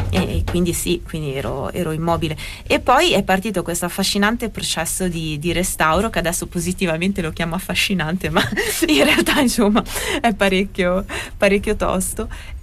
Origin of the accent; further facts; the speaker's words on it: United States; No, io sono americana, cioè proprio.